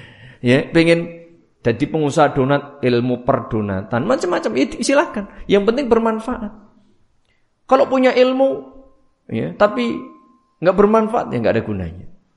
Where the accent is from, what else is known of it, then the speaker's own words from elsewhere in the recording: Java, Indonesia; Nah, cara Jawa tepat pokoknya. Karena saya orang Jawa.